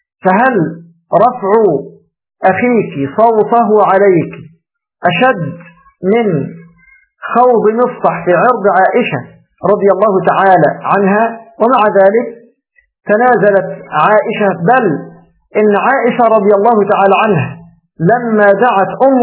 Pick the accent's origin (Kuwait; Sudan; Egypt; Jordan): Egypt; كما تقول العامة عندنا في مصر